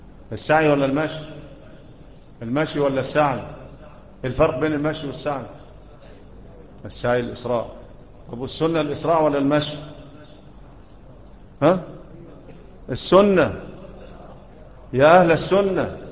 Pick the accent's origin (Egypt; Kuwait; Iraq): Egypt; ومنا احنا كمصريين ايه اللي بيعملوه ده؟